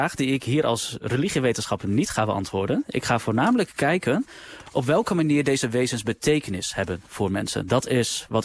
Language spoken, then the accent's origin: Dutch; Overijssel, Netherlands; ik ben zelf opgegroeid in Salland, in Overijssel.